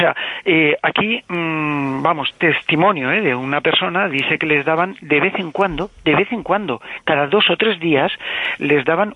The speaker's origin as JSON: {"language": "Spanish", "town": "Alicante", "region": "Valencian Community", "country": "Spain", "said": "yo soy de Alicante y mi familia, por parte de padre, viene de esa ciudad, de Albatera."}